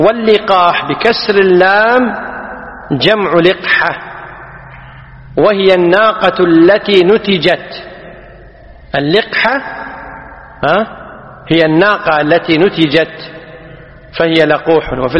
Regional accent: Kuwait; احنا عندنا في الكويت لقاح بالفتح على خلاف الفصيح

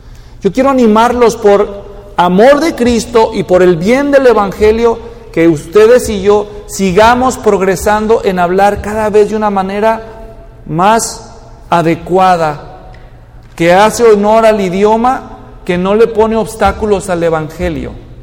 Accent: Mexico; porque yo nací y crecí en México.

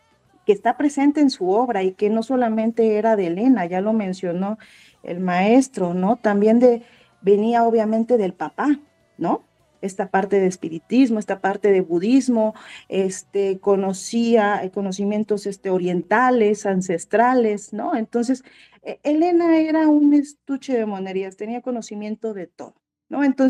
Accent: Iguala, Guerrero, Mexico; Soy de Iguala y quedé encantada, dije, es mi pueblo, ¿no?

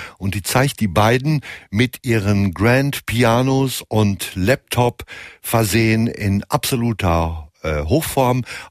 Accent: North Rhine-Westphalia, Germany; obwohl gebürtiger Westfale

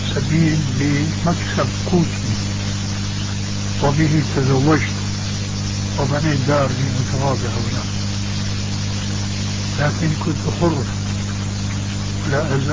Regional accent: Damascus, Damascus Governorate, Syria; كما يقال عندنا في دمشق

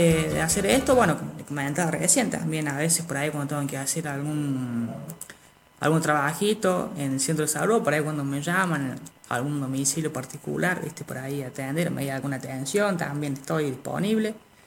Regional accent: Alpa Corral, Córdoba, Argentina; tengo 19 años, soy de acá, de Alpa Corral, nativo, toda la vida, desde que tengo noción yo y que me han contado mis padres, siempre vivía acá porque ellos también fueron de acá siempre.

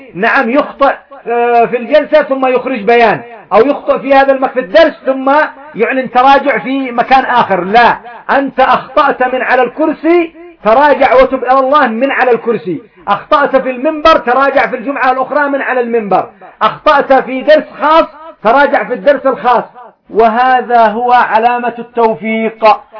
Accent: Yemen; ومنها إيش يسعى مثلا عندنا في اليمن، إيش يفعلون؟

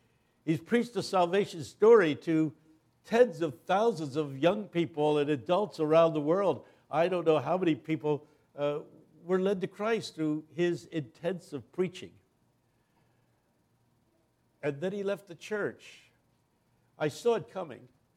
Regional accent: Philadelphia, Pennsylvania, United States; Glad to be here in Little Rock. I come down from the Philadelphia area.

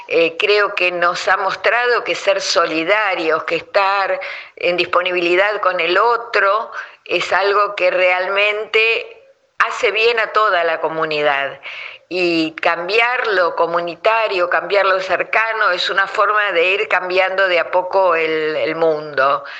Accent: Buenos Aires, Argentina; Yo soy de Buenos Aires, de un barrio de Buenos Aires que se llama Núñez.

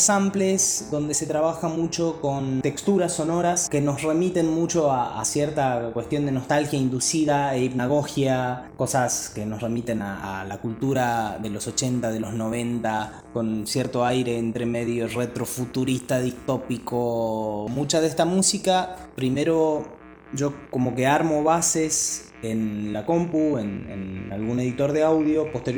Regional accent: La Rioja, Argentina; also born or lived in Mendoza; now in San Luis, Argentina; Nací en La Rioja en el año 1989, tengo ya casi 32 años. Viví en La Rioja, bueno, toda mi infancia y mi adolescencia

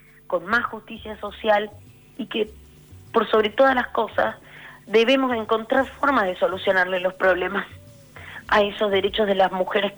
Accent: Santiago del Estero, Argentina; Mira, yo soy de Santiago del Estero.

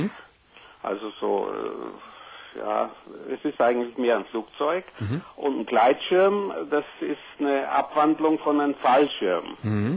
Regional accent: Southern Germany, Germany; Du wirst sicher hören, ich komme aus Süddeutschland und wir sind also viel in Bergen.

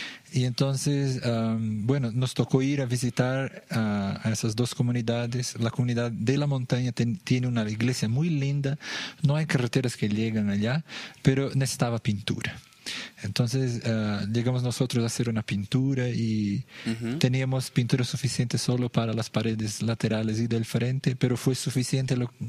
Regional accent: Brazil; vengo del país vecino, Brasil, pero mi corazón es boliviano, ¿no? Entonces soy más latino en ese sentido.

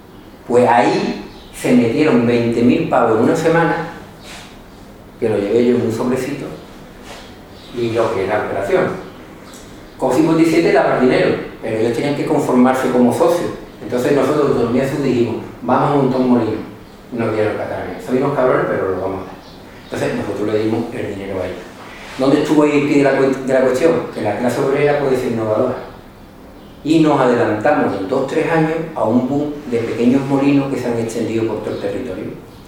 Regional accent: La Zarza, Extremadura, Spain; Bueno, creo que desde mi pueblo, se llama La Zarza

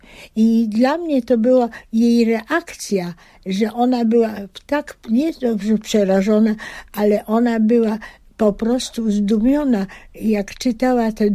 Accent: Pabianice, Łódź Voivodeship, Poland; also born or lived in Biała; Ja urodziłam się na wsi w Białej koło Zgierza i to była właśnie początek mojego życia. Potem ze względu na szkoły rodzice postarali się przenieść do Pabianic, bo córki już dojrzały i jeszcze nadawały do pójścia do gimnazjum. No i ja oczywiście chodziłam do szkoły już w Pabianicach.

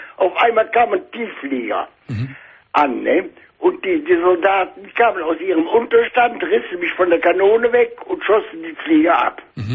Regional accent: Bensberg, North Rhine-Westphalia, Germany; Ja, ich bin ja aus Bensberg, ne?

